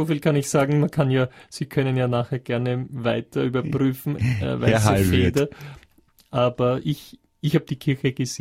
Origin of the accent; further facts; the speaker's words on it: Vienna, Austria; Ich bin ja aus Wien, bin aus Währing, wie Sie richtig gesagt haben, ja. Also 18. Bezirk, ziemlich lässig eigentlich, von Immobilienpreise her. Und ich kenne Wien